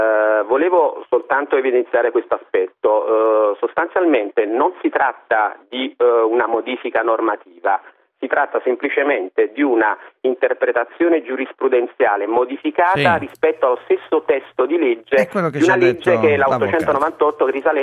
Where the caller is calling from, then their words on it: Vico Equense, Campania, Italy; Siamo da Vico Equense, provincia di Napoli.